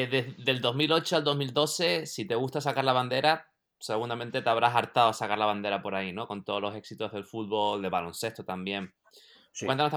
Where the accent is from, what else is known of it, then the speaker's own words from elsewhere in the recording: Canary Islands, Spain; de donde vengo en Canarias no se ven muchas banderas, no se ve mucho patriotismo en ese sentido, porque físicamente pues somos un poco, estamos tan lejos, incluso la cultura es un poquito diferente.